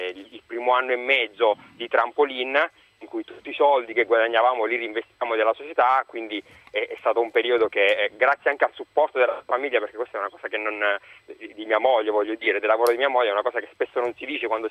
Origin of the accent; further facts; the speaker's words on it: Abruzzo, Italy; Io sono abruzzese.